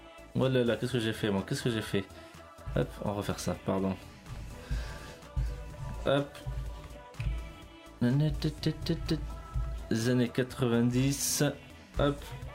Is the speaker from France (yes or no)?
yes; Grand Est, France; Le 88, c'est parce que je viens des Vosges.